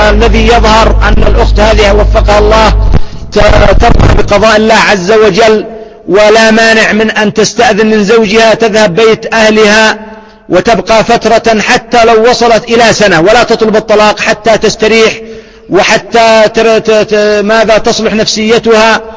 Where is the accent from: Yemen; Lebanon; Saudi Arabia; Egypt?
Yemen; الحال عندنا في اليمن بالعكس، إلا فيما ندر، أن عندنا في اليمن لو طلقت يؤمن أن تتزوج